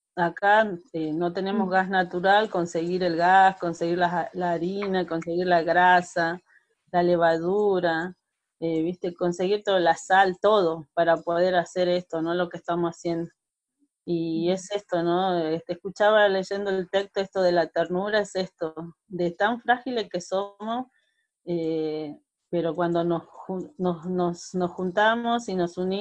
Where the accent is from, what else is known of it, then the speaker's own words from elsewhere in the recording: Salta, Argentina; now in Buenos Aires, Argentina; soy salteña, soy del norte de la Argentina. Estoy acá en Villa Fátima hace 27 años